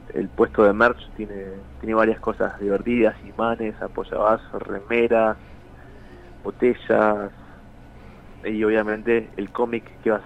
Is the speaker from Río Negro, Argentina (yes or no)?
no; Buenos Aires, Argentina; Somos de Buenos Aires.